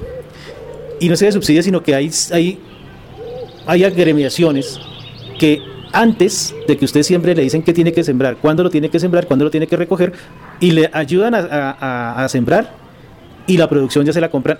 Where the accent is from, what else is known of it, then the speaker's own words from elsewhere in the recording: Cáqueza, Cundinamarca, Colombia; Yo soy de Caquesa, yo soy de UNE.